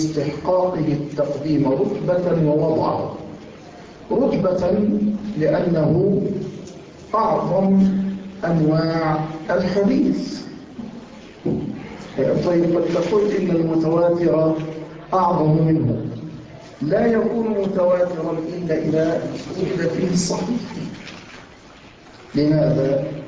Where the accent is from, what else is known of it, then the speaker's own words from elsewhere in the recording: Yemen; عندنا في اليمن، وما زلت أقولها،